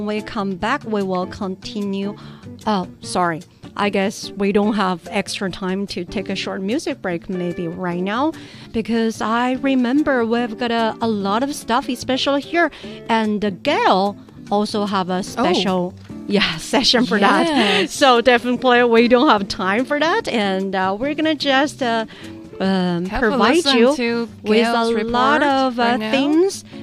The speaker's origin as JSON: {"language": "English", "region": "Sichuan", "country": "China", "second_language": "English", "said": "But it's okay for Sichuan people because for local weather conditions"}